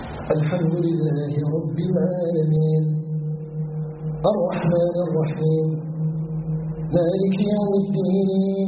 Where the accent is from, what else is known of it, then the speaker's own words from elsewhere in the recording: Algeria; أسأله تبارك وتعالى أن يجعل بلدنا الجزائر بلدا آمنا مطمئنا